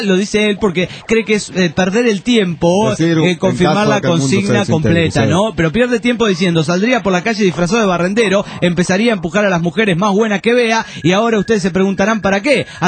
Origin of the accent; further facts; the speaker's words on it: Punta del Este, Maldonado, Uruguay; soy de Punta del Este.